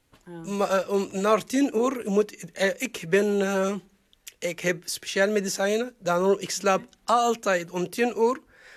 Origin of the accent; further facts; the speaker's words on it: Egypt; Dutch is a second language; moved away as an adult; now in Netherlands; Ik kom uit Egypte. Ik ben hier in Nederland sinds 2019. Ik ben 45 jaar oud.